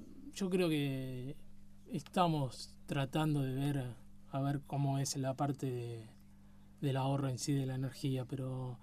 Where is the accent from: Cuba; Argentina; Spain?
Argentina; yo como argentino te puedo decir que el país, tenemos un país muy grande